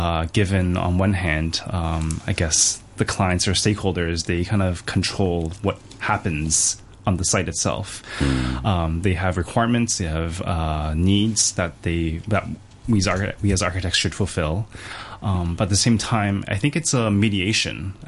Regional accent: Toronto, Ontario, Canada; also born or lived in London; Well, I grew up in Canada myself, Toronto. Besides that, I've been traveling a lot around the world.

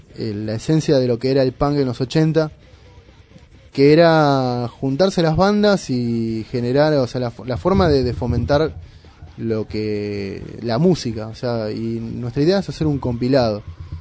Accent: Moreno, Buenos Aires Province, Argentina; yo soy de Moreno

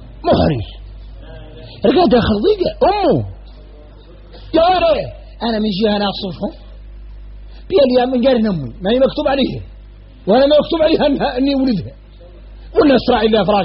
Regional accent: Mauritania; احنا موريتاني

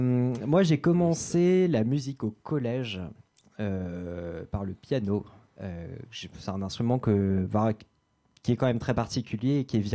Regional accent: Fécamp, Normandy, France; je suis de Fécamp

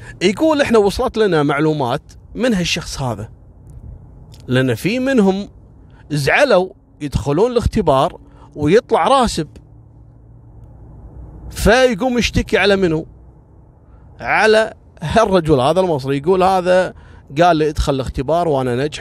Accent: Kuwait; مرة كنت في زيارة لمخفر عندنا في الكويت، مخفر شويخ الصناعية

